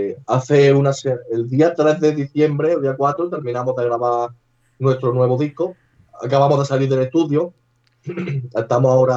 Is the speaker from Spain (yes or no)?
yes; Andalusia, Spain; accent: Andalusian; moved away as an adult; now in Valencia, Spain; En 5 años que llevo aquí no soy muy de que se me peguen los acentos. Además soy un andaluz bastante cerrado hablando.